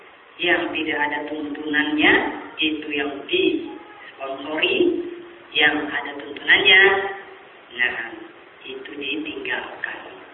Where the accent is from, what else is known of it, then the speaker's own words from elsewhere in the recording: Sulawesi, Indonesia; Daerah Sulawesi sana, daerah saya